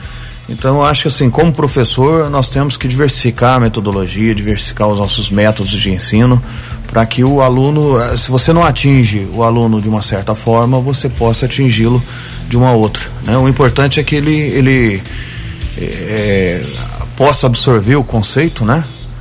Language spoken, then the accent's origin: Portuguese; Guaranésia, Minas Gerais, Brazil; Eu não sou natural de Guaranésia, né?